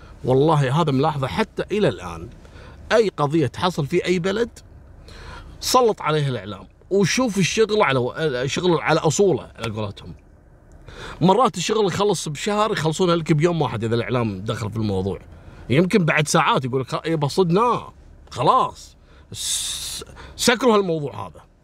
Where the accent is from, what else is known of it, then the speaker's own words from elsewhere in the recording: Kuwait; احنا نسميها مصبغة عندنا في الكويت